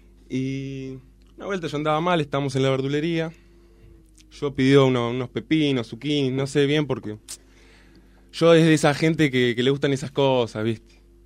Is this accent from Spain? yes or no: yes; Isaba, Navarre, Spain; Yo soy de Navarra, Nafarroa, en vasco dicho. Que es un pueblito cerca de los... Que hay un pueblito que se llama Izaba, que está cerca de los Pirineos.